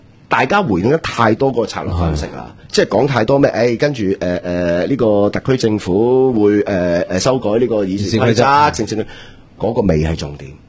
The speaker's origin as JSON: {"language": "Cantonese", "country": "Hong Kong", "said": "我哋香港人"}